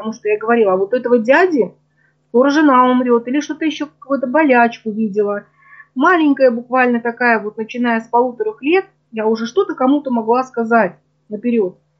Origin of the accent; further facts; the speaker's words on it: Urals, Russia; born there; Родилась на Урале.